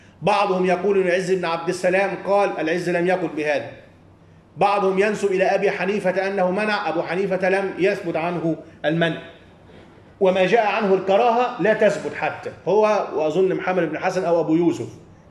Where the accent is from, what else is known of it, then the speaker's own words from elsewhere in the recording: Upper Egypt, Egypt; يعني هيا نذهب ونحن من الصعيد وما إلى ذلك والسفر طويل